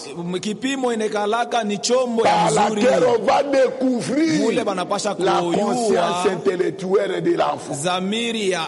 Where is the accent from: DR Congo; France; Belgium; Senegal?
DR Congo; Kongo Central; Chez nous, au Congo central